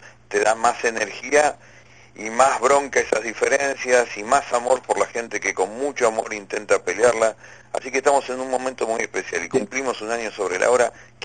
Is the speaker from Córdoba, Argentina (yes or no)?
no; Santa Fe, Argentina; de donde vengo, de Vera, que era el departamento, casi te diría la base de sustentación de la forestal en su momento.